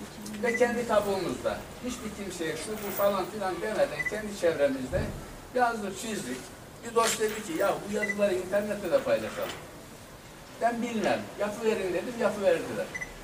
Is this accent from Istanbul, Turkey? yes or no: no; Kayabaşı, Konya, Turkey; born there; ben aslen Konya doğumluyum. Konya'nın Beyşehir'in Kayabaşı köyü var. Ben orada doğdum. Okur yazar olmayan bir ailenin çocuğuyum.